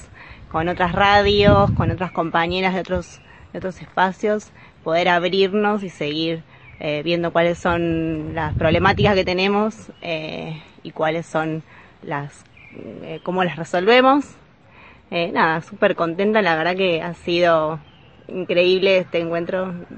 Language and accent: Spanish; La Plata, Buenos Aires Province, Argentina; soy de La Plata, de Radio Estación